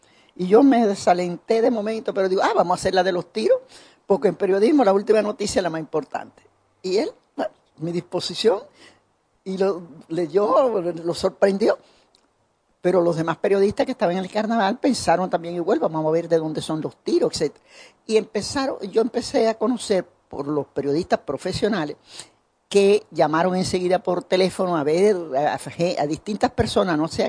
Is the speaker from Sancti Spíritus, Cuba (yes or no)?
no; Santiago de Cuba, Cuba; soy de Santiago, allá en Santiago se celebran los carnavales, el día de Santiago Apóstol, 25 de julio. Y todos los años yo iba a mi ciudad natal a pasar los carnavales con mi familia